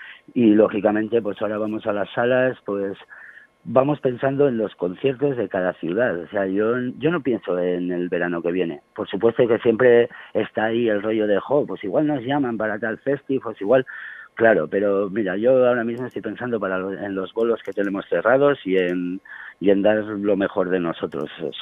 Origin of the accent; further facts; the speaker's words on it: La Rioja, Spain; Claro, y tampoco somos de Logroño, pero bueno, somos riojanos